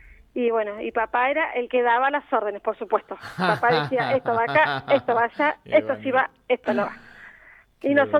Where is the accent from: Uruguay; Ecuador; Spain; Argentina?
Argentina; La Adela, La Pampa; los que somos de la Adela lo recordamos